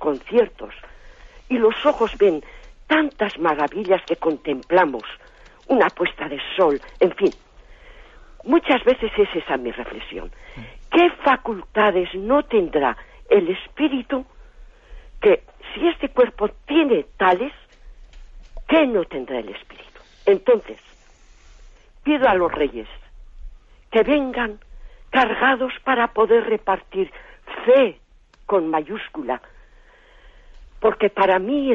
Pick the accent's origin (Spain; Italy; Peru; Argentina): Spain; Basque Country; de Guipúzcoa.